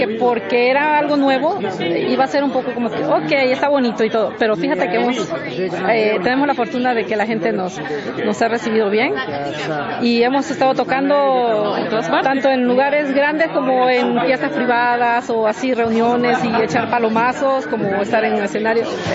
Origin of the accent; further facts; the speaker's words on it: Veracruz, Mexico; Yo soy de Veracruz, de México, sí.